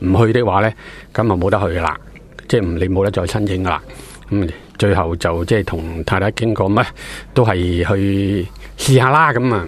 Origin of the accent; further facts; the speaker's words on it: Hong Kong; moved away; 我就系地道嘅陀地，我就系生于香港，就长于香港，亦都系受教育于香港